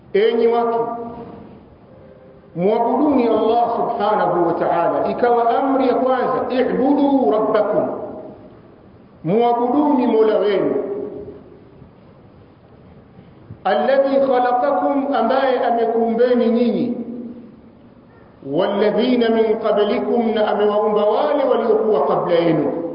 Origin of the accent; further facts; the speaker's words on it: Tabora, Tanzania; natokea Tabora ni msimamizi wa markazi Ahli Sunna wal Jamaa katika mji wa Tabora.